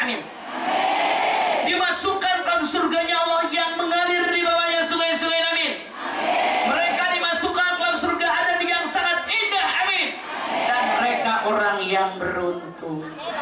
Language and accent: Indonesian; Ciamis, West Java, Indonesia; Saya orang Ciamis, bukan orang Cilacap tuh.